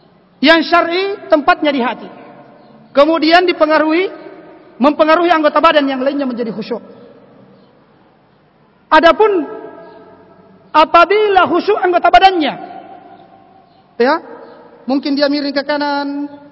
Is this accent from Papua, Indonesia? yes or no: no; Kajang, South Sulawesi, Indonesia; Kalau di kampung saya di Kajang, di Bulukumba daerah Kajang sana, itu khusyuknya seperti itu, ya.